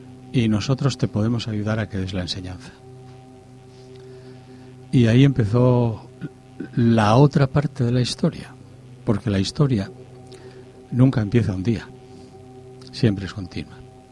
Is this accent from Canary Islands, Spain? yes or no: no; Gijón, Asturias, Spain; Pues nosotros estábamos, somos de Gijón